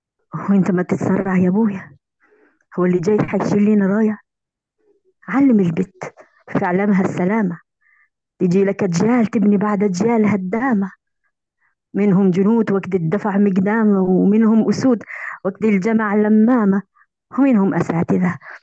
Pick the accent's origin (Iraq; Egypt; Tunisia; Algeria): Algeria; من الجزائر، معلقة صوتية